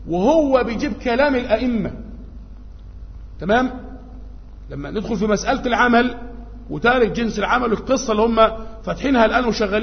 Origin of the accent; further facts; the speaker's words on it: Egypt; في بعض الأماكن عندنا في مصر هنا